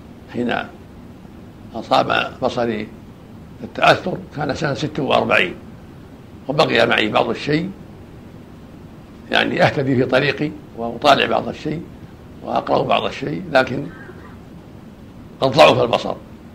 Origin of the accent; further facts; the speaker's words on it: Riyadh, Riyadh Province, Saudi Arabia; ودرست العلم وأنا صغير في الرياض على مشايخ عدة، منهم شيخنا قاضي الرياض صالح بن عبد العزيز آل الشيخ رحمه الله، وكان بجوار بيتنا يصلي بالمسجد الذي حولنا